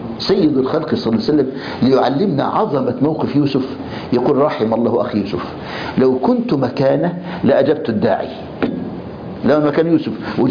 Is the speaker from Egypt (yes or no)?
yes; Egypt